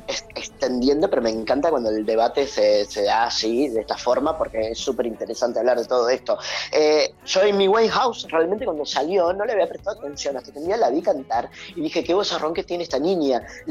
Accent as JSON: {"language": "Spanish", "country": "Argentina", "said": "Pero para nosotros como argentinos"}